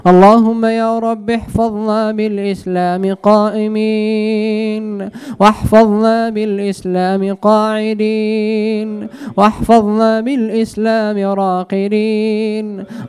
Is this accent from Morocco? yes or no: yes; Morocco; اللهم يا رب احفظ بلدنا المغرب من الفتن